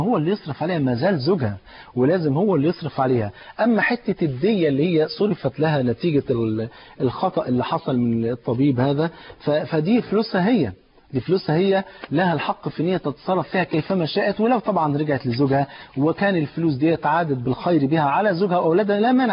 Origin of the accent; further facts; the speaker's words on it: Egypt; الام زي ما بيقولوا عندنا في مصر